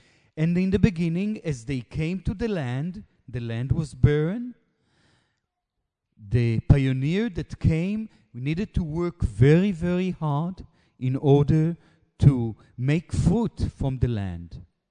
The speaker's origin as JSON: {"language": "English", "country": "Israel", "first_language": "Hebrew", "second_language": "English", "said": "Look, it's difficult for me to speak in English. It's not my mother tongue. I like and I know how to speak in Hebrew much, much better."}